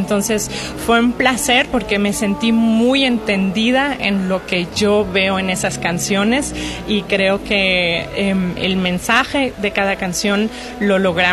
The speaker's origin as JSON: {"language": "Spanish", "country": "Germany", "tie": "born or raised there", "lives_now": "Mexico", "said": "Es mi segundo año en México, en el Estudio de Bellas Artes. Entonces yo nunca había vivido en México. Crecí en Alemania, pero mi mamá es de México. De hecho, tengo también aquí familia en Jalapa."}